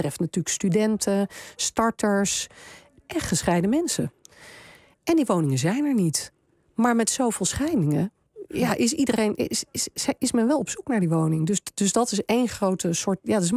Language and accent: Dutch; Denmark; Ik kom uit Denemarken oorspronkelijk